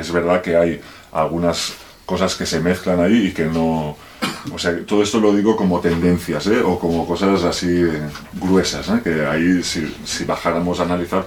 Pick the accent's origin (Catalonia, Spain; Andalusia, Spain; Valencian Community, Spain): Catalonia, Spain; Barcelona; yo me crié en Barcelona y hace unos 20 años, ahora 20 años que vivo en entornos de montaña, pues en núcleos abandonados, sobre todo por el Pirineo, aunque también viví unos años en las montañas de Prades, en el interior de Tarragona.